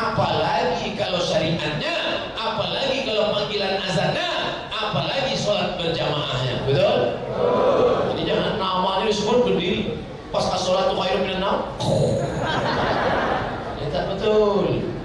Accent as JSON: {"language": "Indonesian", "region": "Riau", "country": "Indonesia", "said": "saya dari Riau"}